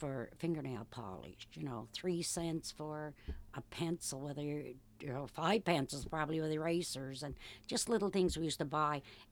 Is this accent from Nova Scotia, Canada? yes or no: yes; Balls Creek, Nova Scotia, Canada; born and brought up in Balls Creek.